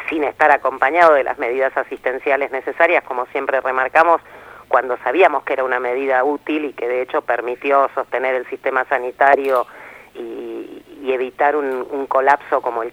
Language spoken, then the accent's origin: Spanish; Bahía Blanca, Buenos Aires Province, Argentina; born there; Bueno, ese es el problema, nací en Bahía Blanca.